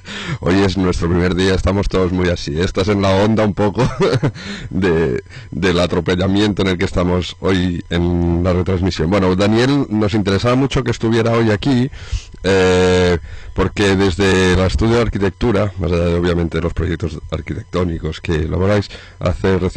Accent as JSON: {"language": "Spanish", "region": "Catalonia", "country": "Spain", "said": "Esto es una palabra que ya os ofrecemos como catalanes"}